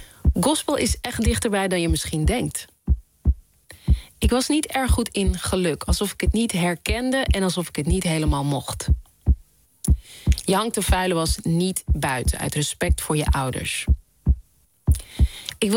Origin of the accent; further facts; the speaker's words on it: Amstelveen, North Holland, Netherlands; Want je moet je voorstellen, ik ben opgegroeid in Amstelveen.